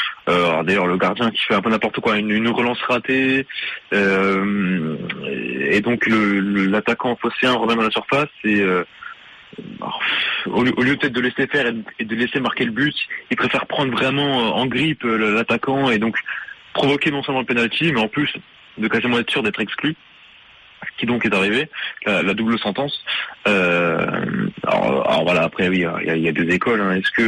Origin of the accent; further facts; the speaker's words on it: Marseille, Provence-Alpes-Côte d'Azur, France; en tant que Marseillais, en tant que Français, on va pas s'en plaindre